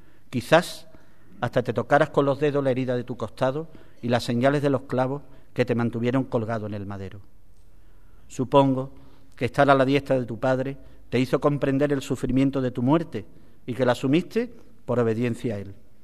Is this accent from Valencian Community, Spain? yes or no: no; Ubrique, Andalusia, Spain; Y yo quiero morir en Ubrique, que es mi pueblo.